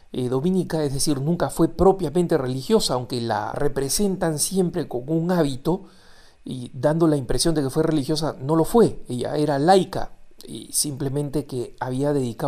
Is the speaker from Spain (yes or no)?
no; Peru; no solo porque me he criado en el Perú, soy peruano